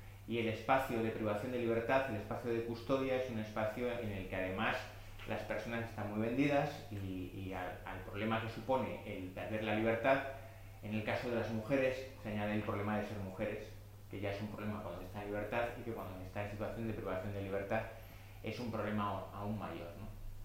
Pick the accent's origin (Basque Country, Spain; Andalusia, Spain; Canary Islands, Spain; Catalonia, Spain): Basque Country, Spain; vengo de Vizcaya